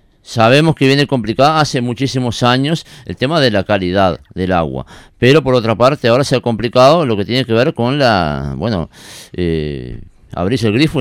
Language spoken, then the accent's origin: Spanish; Pando, Canelones, Uruguay; Yo soy de Pando, ¿no?